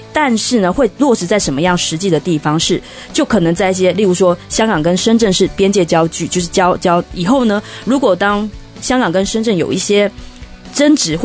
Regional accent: Taiwan; 其实作为一个台湾人，就是走这个民主进程的一个过程中

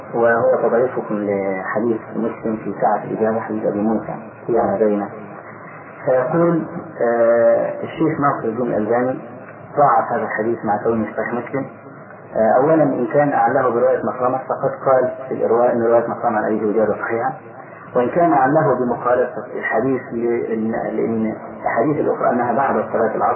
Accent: Egypt; فأخذها بعض أهل بعض الناس عندنا في مصر

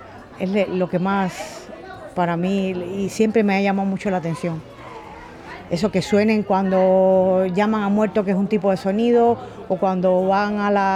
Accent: Havana, Cuba; vengo de La Habana, Cuba.

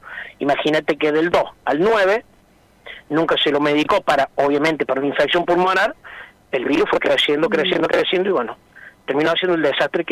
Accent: Villa Carlos Paz, Córdoba, Argentina; nosotros somos acá de Carlos Paz

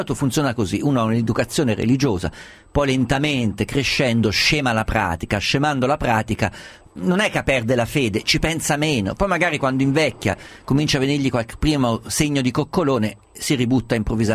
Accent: Umbria, Italy; io sono umbro, vado a Assisi

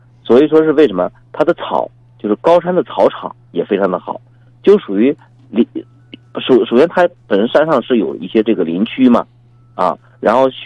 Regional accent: Shanxi, China; 我是山西人

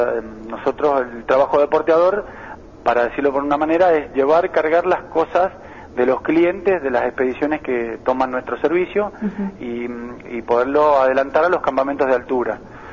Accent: Mendoza, Argentina; also born or lived in Buenos Aires; Soy mendocino, nacido en Mendoza, viví durante 20 años en Buenos Aires.

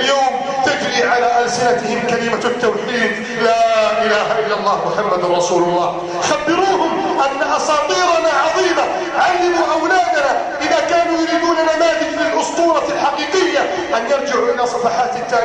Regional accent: Egypt

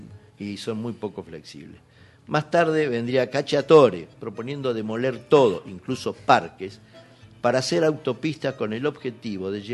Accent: Buenos Aires, Argentina; Yo soy porteño de alma, la quiero muchísimo

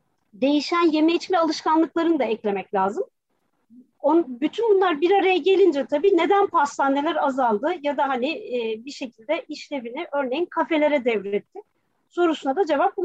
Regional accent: Kastamonu, Turkey; now in Istanbul, Turkey; Ya valla biz ailece Kastamonu muyuz

